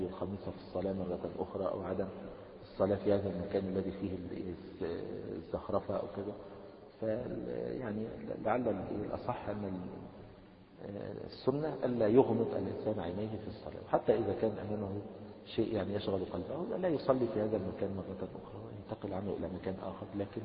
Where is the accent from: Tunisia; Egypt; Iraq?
Egypt; عندنا في مصر يعني كثير من الناس يقلبون أيديهم هكذا إذا قال السلام عليكم ورحمة الله الشمال